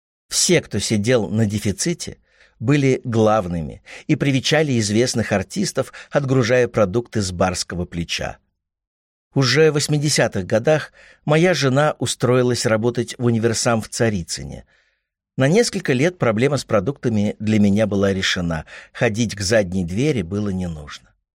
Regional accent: Moscow, Russia; Москва была домашняя и хлебосольная.

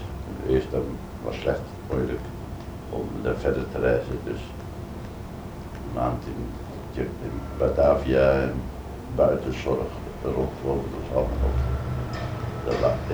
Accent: Zandvoort, North Holland, Netherlands; Dus geboren en getogen in Zandvoort en Zee.

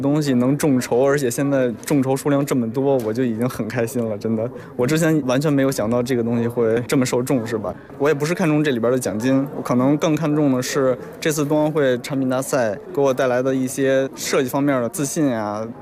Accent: Beijing, China; 因为从小就在北京长大嘛

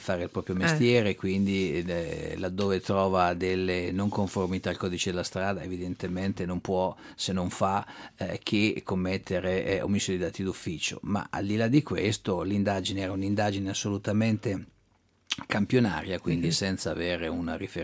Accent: Milan, Lombardy, Italy; io sono milanese, quindi non è che non voglio assolutamente puntare il dito contro la mia città

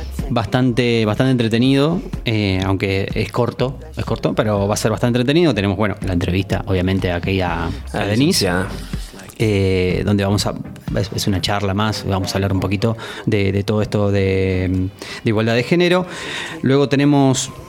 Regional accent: Buenos Aires, Argentina; Claro, que somos porteños.

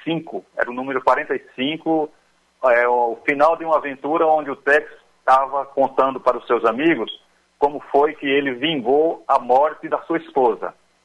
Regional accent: Paraíba, Brazil; also born or lived in Rio de Janeiro; Eu sou carioca de nascença, mas o meu pai é da Paraíba, a minha mãe é cearense. Então, meu pai, quando eu tinha apenas 2 anos de idade, ele veio para a Paraíba e aqui conseguiu um emprego e ficou até hoje.

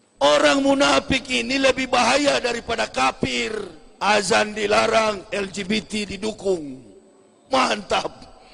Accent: Manado, North Sulawesi, Indonesia; Kampung saya di Manado

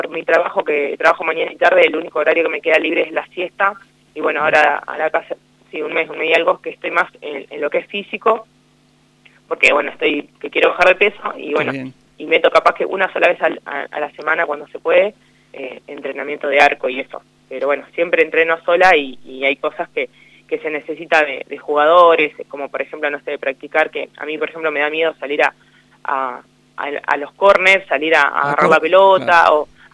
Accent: La Maruja, La Pampa, Argentina; yo soy de La Maruja, me anoté para ir a jugar acá.

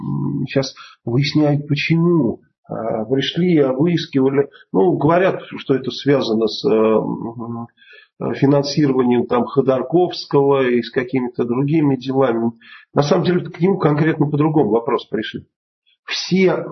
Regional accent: Bulgaria; Мы вообще из Болгарии, я болгарин, поэтому это нормальная фамилия для болгарина.

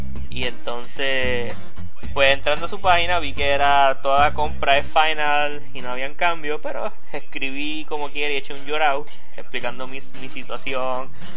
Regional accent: Puerto Rico; yo estaba aquí en Puerto Rico y yo vengo de Puerto Rico.

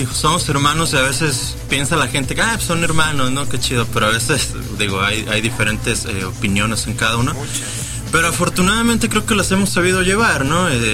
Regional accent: Guadalajara, Jalisco, Mexico; no es ningún secreto que somos los tapatíos muy exigentes

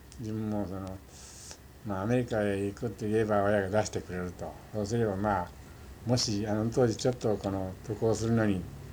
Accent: Hiroshima, Japan; 広島県朝、はい、郡でございます。

